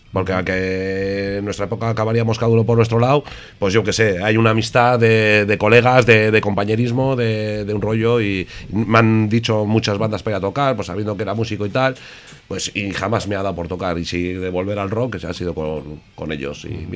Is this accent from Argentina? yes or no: no; Ortuella, Basque Country, Spain; los de Ortuella pues tenemos una característica, que estemos donde estemos siempre seremos del mismo pueblo, ¿no? Y sí, somos de Ortuella los dos, nos conocemos de chavalería